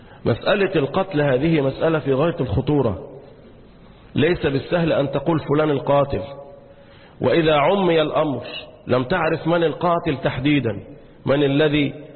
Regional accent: Egypt; والآن يجف الماء عندنا في مصر

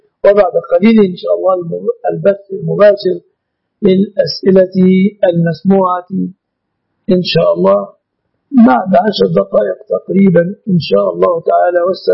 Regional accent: Egypt

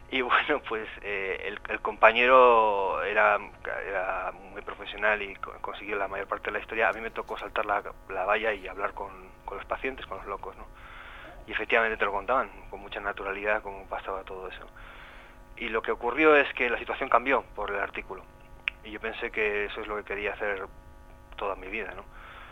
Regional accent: Artajona, Navarre, Spain; Aunque soy de Artajona, de un pueblo de Navarra, y he crecido toda la vida aquí

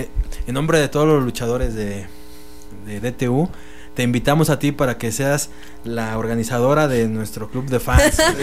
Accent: Tulancingo, Hidalgo, Mexico; Pero pues todos somos de Tulancingo y todos somos titanes

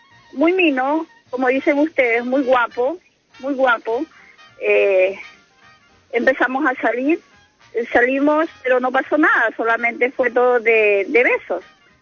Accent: Guayaquil, Guayas, Ecuador; now in Chile; llegué hace un año y medio acá a Chile, soy ecuatoriana.

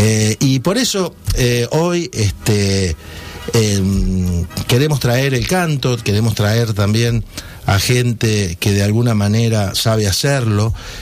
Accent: Litoral, Argentina; Y allá por mi pueblo, o por mi tierra, en la zona allí del litoral

